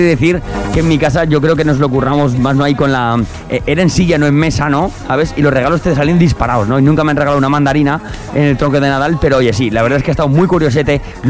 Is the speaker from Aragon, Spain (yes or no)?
yes; Aragon, Spain; Para los de Fraga, como somos de la Franja y hablamos más